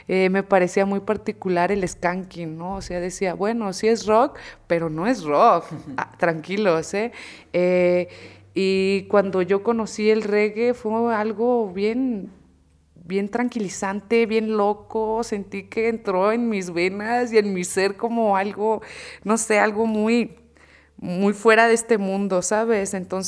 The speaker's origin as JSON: {"language": "Spanish", "region": "Sinaloa", "country": "Mexico", "said": "yo soy de Sinaloa, soy del norte del país. Entonces, en mi pueblo se acostumbra escuchar"}